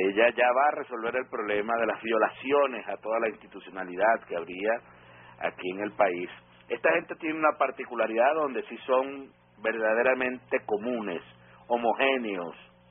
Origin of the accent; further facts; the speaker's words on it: Venezuela; da vergüenza como venezolano